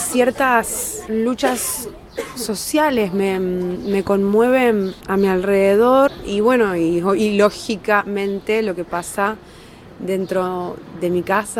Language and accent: Spanish; Trelew, Chubut, Argentina; No vengo de Buenos Aires tampoco. Vengo de Trelew, es una ciudad en la provincia de Chubut, al sur de Argentina, en la Patagonia argentina.